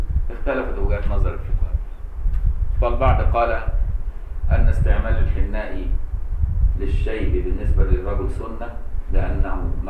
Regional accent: Egypt; بان انا مصري وعايش في مصر طول عمري

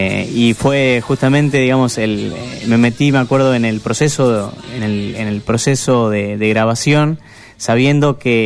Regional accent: Mercedes, Buenos Aires Province, Argentina; yo soy de Mercedes, nací en Mercedes, sí, provincia de Buenos Aires, acá a unos 100 kilómetros, por ruta y acceso de este, ruta 5, ¿viste?

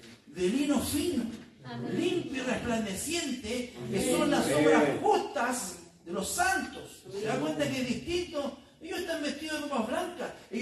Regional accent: Chile; Bueno, nosotros que somos chilenos, estamos bailando juego con el Señor.

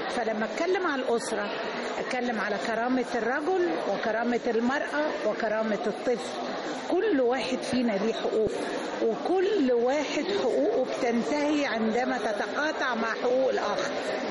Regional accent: Egypt; احنا يا مصريين تعودنا كل حاجة نجيبها بالكتير والمظهر عندنا مهم.

